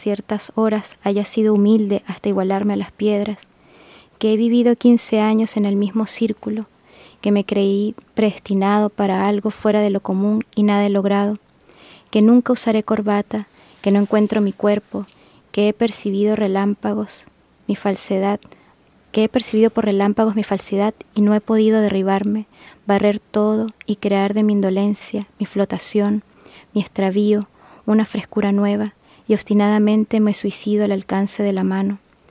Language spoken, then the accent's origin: Spanish; Aragua, Venezuela; Porque él nació en el estado de Aragua, de donde soy yo, donde nací yo.